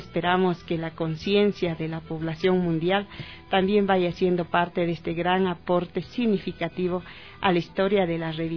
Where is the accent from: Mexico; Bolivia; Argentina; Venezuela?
Bolivia; en mi país también hay 36 lenguas, mi país es diverso. Y en el país, en el Estado Plurinacional de Bolivia